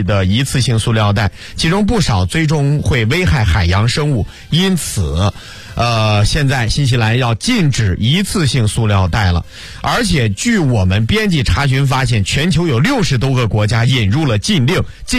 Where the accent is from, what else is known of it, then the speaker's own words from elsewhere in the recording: Shandong, China; 最经典的是在我们山东老家呀